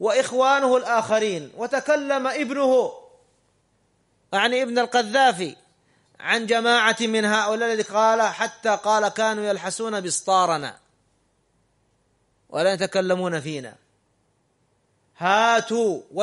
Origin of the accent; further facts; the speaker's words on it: Saudi Arabia; هذا بعض الدعاة عندنا في السعودية وغيرهم